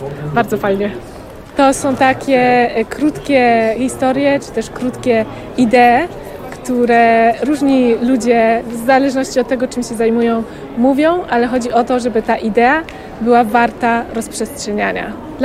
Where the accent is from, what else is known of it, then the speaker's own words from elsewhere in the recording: Oświęcim, Lesser Poland, Poland; born there; Jestem urodzona w Oświęcimiu.